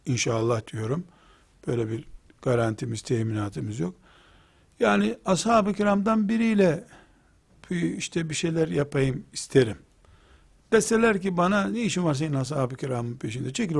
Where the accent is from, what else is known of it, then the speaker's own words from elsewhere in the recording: Trabzon, Turkey; sen nerelisin demişti. Ben de Trabzonluyum demiştim.